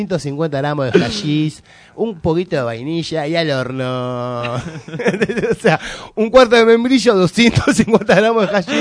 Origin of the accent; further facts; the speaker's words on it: Argentina; que me indigna esta cosa de fanatismo barato argentino, de este argentinismo vacío, ¿no? Esta cosa de somos argentinos cada 4 años, somos argentinos